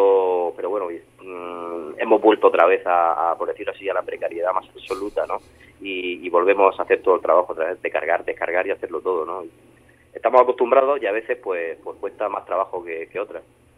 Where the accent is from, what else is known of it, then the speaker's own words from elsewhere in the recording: Murcia, Region of Murcia, Spain; somos un dúo de Murcia